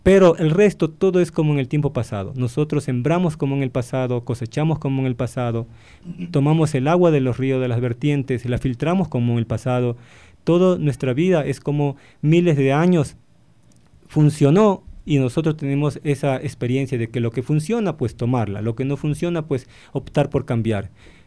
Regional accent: Ecuador; recordemos que somos ecuatorianos, somos el corazón de este continente, la mitad

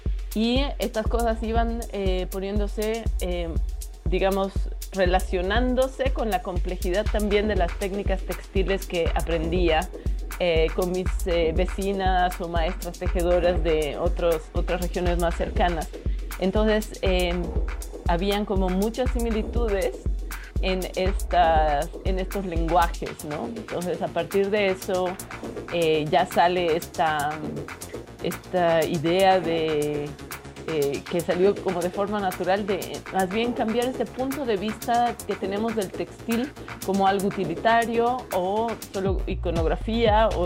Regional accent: Bolivia; qué tipo de tecnología estábamos usando como artistas bolivianos

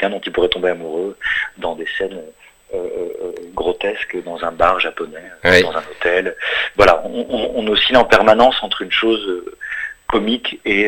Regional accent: France; born there

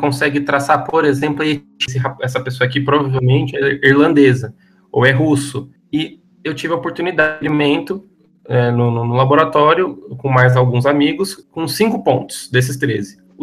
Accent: São Paulo, Brazil; O meu e da minha colega brasileira, o meu, que sou de São Paulo, não bateu com nada.

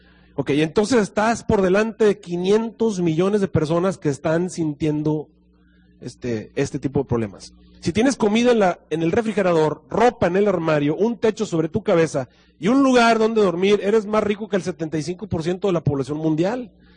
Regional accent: Monterrey, Nuevo León, Mexico; De paso, yo soy regiomontano, ¿verdad?

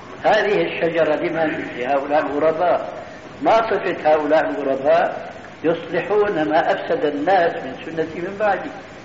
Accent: Syria; نضربها كما يقولون عندنا في الشام اللاوي

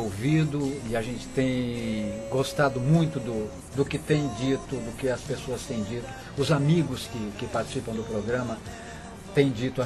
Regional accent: São Paulo, Brazil; born there; Eu nasci em São Paulo, na Zona Norte, exatamente na Vila Brasilândia, que é a região ali, freguesia do Ó, né?

